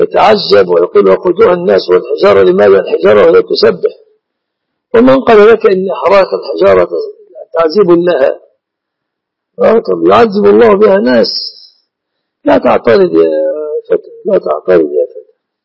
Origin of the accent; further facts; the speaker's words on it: Egypt; شركة العروس تعتبر في بلادنا مصر من المهر.